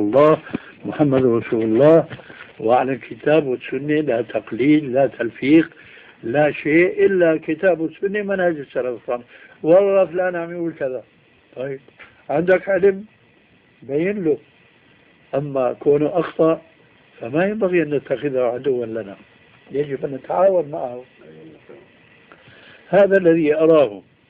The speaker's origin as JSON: {"language": "Arabic", "country": "Syria", "said": "راحت أيام وجاءت أيام كما يقولون عندنا في الشام"}